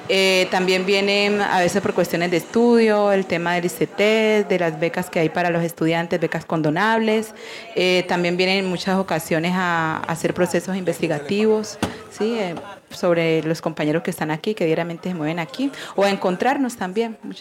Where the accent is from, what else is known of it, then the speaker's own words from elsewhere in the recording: Buenaventura, Valle del Cauca, Colombia; la gente que somos del Pacífico, que somos de Buenaventura, sabemos que Buenaventura es la capital del Pacífico